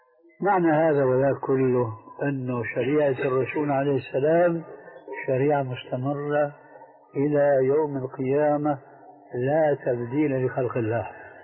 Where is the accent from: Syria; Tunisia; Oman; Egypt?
Syria; في بنطلون عندنا في الشام مضى عليه زمن